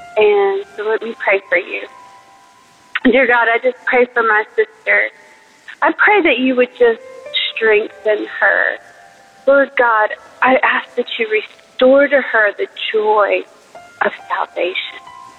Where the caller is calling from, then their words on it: Nashville, Tennessee, United States; from Nashville.